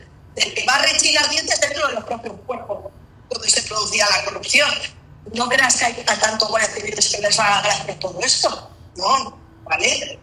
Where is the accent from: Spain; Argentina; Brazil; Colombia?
Spain; Bilbao, Basque Country; sí, soy de Bilbao, aunque tengo doble nacionalidad cántabra, eso es verdad.